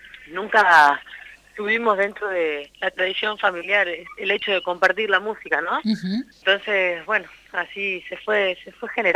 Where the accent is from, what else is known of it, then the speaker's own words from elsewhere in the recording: Ingeniero Luiggi, La Pampa, Argentina; now in Buenos Aires, Argentina; soy de Ingeniero Luigi, ya hace 18 años que me vine para Buenos Aires. Y bueno, aquí me crié, ¿no?